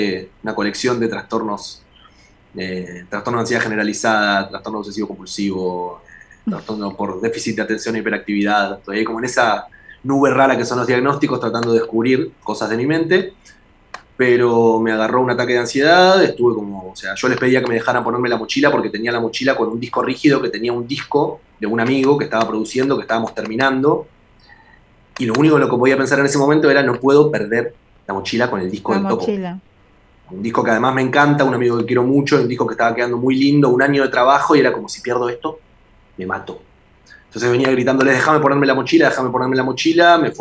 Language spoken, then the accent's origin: Spanish; Del Viso, Buenos Aires Province, Argentina; Además, yo crecí en Del Viso